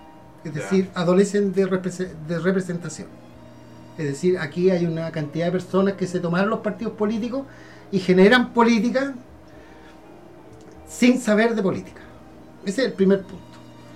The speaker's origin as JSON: {"language": "Spanish", "region": "Valparaíso", "country": "Chile", "said": "para que un pelotudo nos venga a decir cómo somos los porteños, si nosotros sabemos cómo somos"}